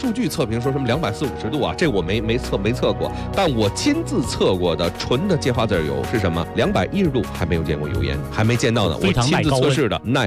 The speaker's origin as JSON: {"language": "Chinese", "country": "China", "said": "基本上我们中国人的饮食习惯，煎炒烹炸"}